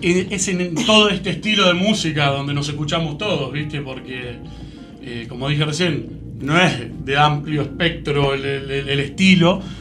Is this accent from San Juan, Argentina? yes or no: no; Ensenada, Buenos Aires Province, Argentina; La mayoría somos de Ensenada